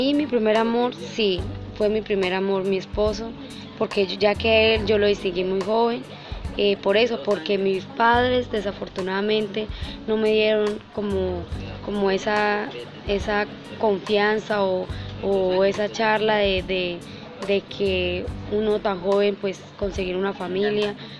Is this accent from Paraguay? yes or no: no; Landázuri, Santander, Colombia; Yo soy de Santander, de Norte Santander, soy de Landázuri